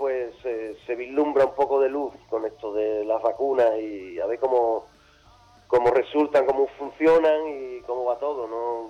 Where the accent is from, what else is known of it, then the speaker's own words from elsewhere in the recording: Seville, Andalusia, Spain; born there; uno ha nacido en España, Sevilla, el sur, Andalucía, y hablo castellano, y canto en castellano